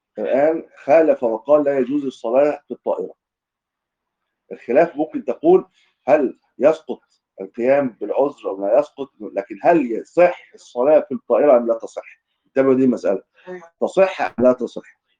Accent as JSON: {"language": "Arabic", "country": "Egypt", "said": "ما تسمع واحنا من اهل مصر."}